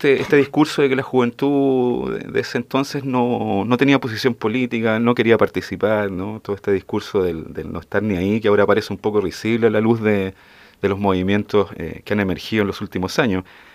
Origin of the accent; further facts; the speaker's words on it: Los Andes, Valparaíso, Chile; also born or lived in Santiago; Pero crecí en la Quinta Región. Yo toda mi infancia y mi adolescencia, digamos, hasta venirme a estudiar a la universidad, la pasé en los Andes, ¿no? Quinta Región, cordillera.